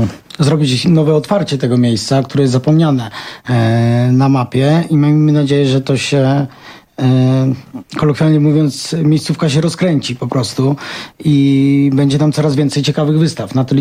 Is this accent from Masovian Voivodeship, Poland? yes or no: no; Rzeszów, Subcarpathian Voivodeship, Poland; Urodziliśmy się w Rzeszowie, mieszkamy w Rzeszowie